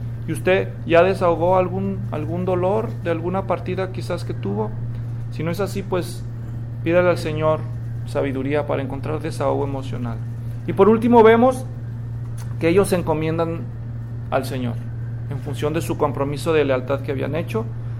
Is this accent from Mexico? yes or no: yes; Mexico; pero yo soy mexicano, tengan compasión de mí